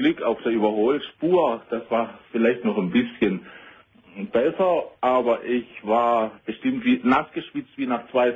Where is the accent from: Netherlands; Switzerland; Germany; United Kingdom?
Germany; Southern Germany; Ich fahre öfters mal nach Süddeutschland, da komme ich her, hörst du wahrscheinlich an meinem Dialekt.